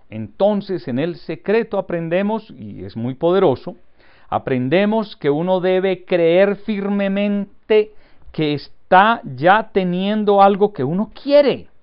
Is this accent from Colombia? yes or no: yes; Antioquia, Colombia; estoy actuando como buen colombiano y de mi región, que es Antioquia, y nos llaman paisas, estoy muy paisa.